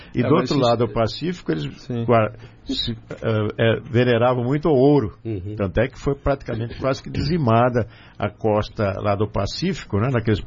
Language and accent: Portuguese; Brazil; Como nós, brasileiros, ainda não aprendemos a dar valor para esse nosso Brasil, né?